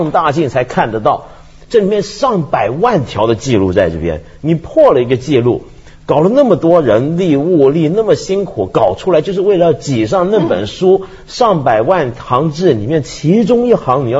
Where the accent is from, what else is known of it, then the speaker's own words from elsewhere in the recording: China; 看到我们中国人是这样子开车，这样排队